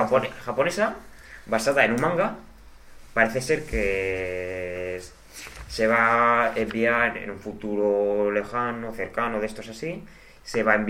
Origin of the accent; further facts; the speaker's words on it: Zaragoza, Aragon, Spain; nosotros somos de Zaragoza.